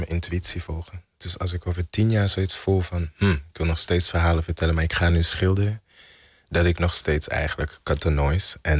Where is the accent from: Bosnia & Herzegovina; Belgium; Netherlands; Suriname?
Belgium; ik ben in België opgegroeid.